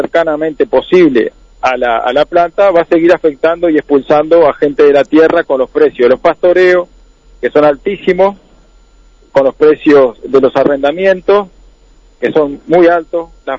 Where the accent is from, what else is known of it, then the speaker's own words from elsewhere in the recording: Curtina, Tacuarembó, Uruguay; Y acá la zona, tanto mi pueblo acá, la zona de Curtina